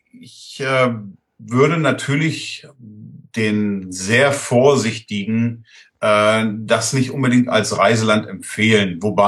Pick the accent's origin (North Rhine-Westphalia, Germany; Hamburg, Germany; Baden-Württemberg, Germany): Hamburg, Germany; Ja, also ich komme aus Hamburg